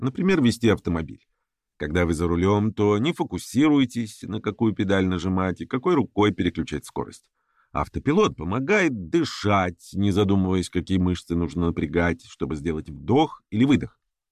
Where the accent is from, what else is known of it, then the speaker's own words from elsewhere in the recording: Chukotka Autonomous Okrug, Russia; Мое детство прошло на Чукотке, поэтому в школу я часто ходил полярной ночью, в метели, пронизывающий мороз.